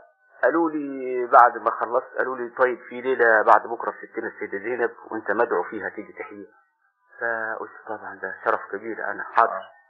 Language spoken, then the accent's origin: Arabic; Upper Egypt, Egypt; فرجعت إلى بلادي الصعيد، وبعدين قلت إن شاء الله سأزور القاهرة مرة أخرى وأزور أهل البيت. فجيت سن يعني بعدها بسنة تقريبا، كان سني 18 سنة أو 19